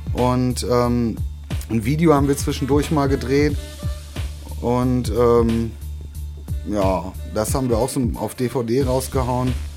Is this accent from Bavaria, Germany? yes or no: no; Bremen, Germany; Ich komme aus Bremen eigentlich. So, da lege ich auch immer noch auch nach zwei Jahren Wert drauf.